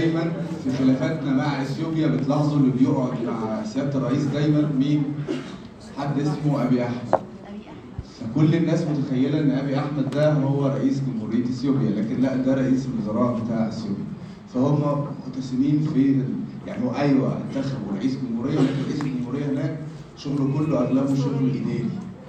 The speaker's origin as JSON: {"language": "Arabic", "country": "Egypt", "said": "احنا عندنا في مصر احنا عندنا الثلاث سلطات منفصلين عن بعض"}